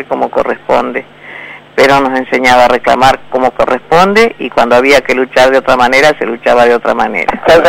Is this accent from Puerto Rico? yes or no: no; Argentina; porque somos todos argentinos